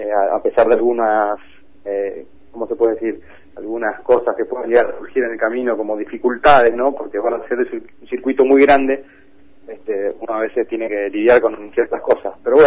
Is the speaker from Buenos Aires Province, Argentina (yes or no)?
no; Corrientes, Argentina; yo tengo 33 años, pero de chiquito, por suerte, me tocó conocer mi pueblo todavía en ese estado, ¿no? En ese estado puro. Y bueno, está sobre la costa del río Uruguay, ahí el límite con São Borja, Brasil, Río Grande do Sur.